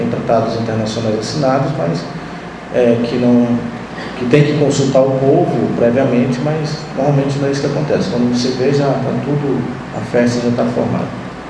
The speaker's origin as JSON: {"language": "Portuguese", "region": "Roraima", "country": "Brazil", "said": "eu sou de Roraima, como o Célio já falou, lá da reserva Raposa Serra do Sol, parte do meu povo mora lá, nós somos mais ou menos 13 mil indígenas"}